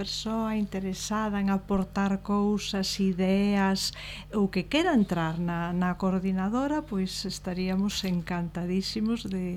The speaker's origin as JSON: {"language": "Galician", "town": "Melide", "region": "Galicia", "country": "Spain", "said": "é lógico os que somos de Melide que iramos a Melide"}